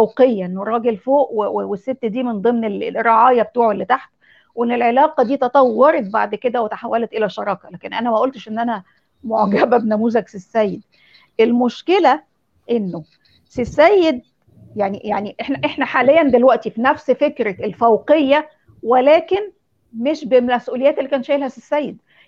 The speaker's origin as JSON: {"language": "Arabic", "country": "Egypt", "said": "ده هو ده الواقع بتاع مجتمعنا المصري اصلا"}